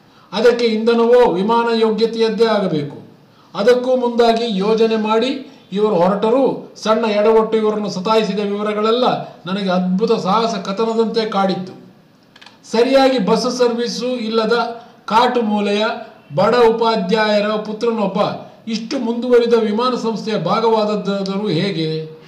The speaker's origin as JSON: {"language": "Kannada", "region": "Karnataka", "country": "India", "said": "ವಿಷಾದದ ಸಂಗತಿ ಎಂದರೆ ನಾವು ಬೆರಳೆಣಿಕೆಯಷ್ಟು ಜನ ಮಾತ್ರ ಕನ್ನಡಿಗರು ಈ ಕ್ಷೇತ್ರದಲ್ಲಿದ್ದೇವೆ."}